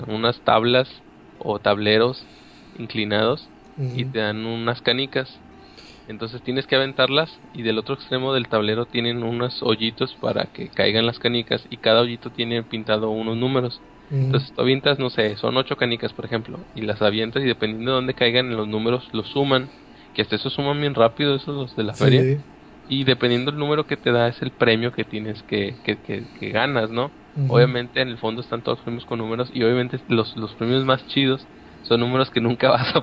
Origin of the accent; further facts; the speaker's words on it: Monterrey, Nuevo León, Mexico; Acá en Monterrey, como sabrán, yo soy regio.